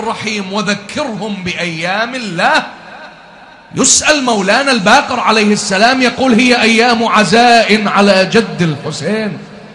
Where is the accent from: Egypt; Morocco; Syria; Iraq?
Iraq; إحنا كمجتمع عراقي ومو بس المجتمع العراقي